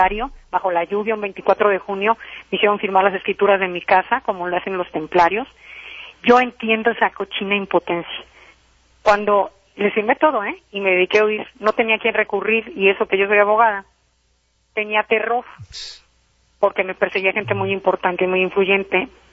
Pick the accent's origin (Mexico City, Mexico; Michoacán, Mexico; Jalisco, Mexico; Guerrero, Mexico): Michoacán, Mexico; Yo soy michoacana.